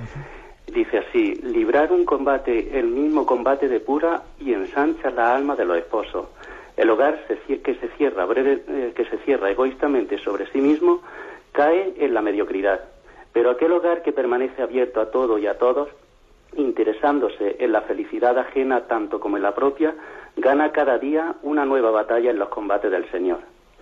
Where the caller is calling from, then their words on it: Úbeda, Andalusia, Spain; de Úbeda.